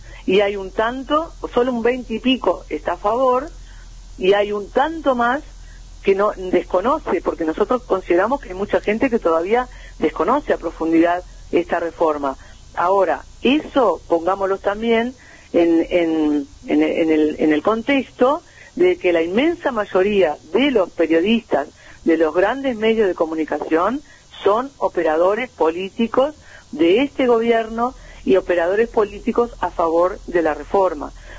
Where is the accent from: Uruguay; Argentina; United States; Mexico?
Uruguay; nosotros, como pueblo uruguayo, como trabajadores